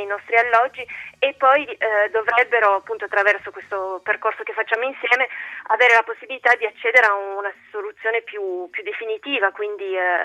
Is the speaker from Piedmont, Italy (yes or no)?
yes; Turin, Piedmont, Italy; moved away as an adult; now in France; In Francia ci lavoro, ci vivo ormai da 6 anni. Io ho sempre vissuto, sono di Torino, ho sempre vissuto in Italia, poi ho fatto una parte dei miei studi in Francia tramite uno scambio Erasmus e ci sono rimasta.